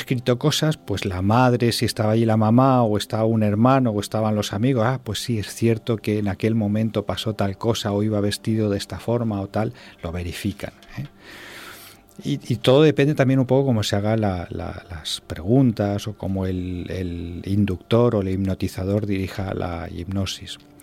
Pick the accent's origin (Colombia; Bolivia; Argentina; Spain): Spain; Albacete, Castilla-La Mancha; te voy a contar que en una hipnosis pública en mi tierra, en Albacete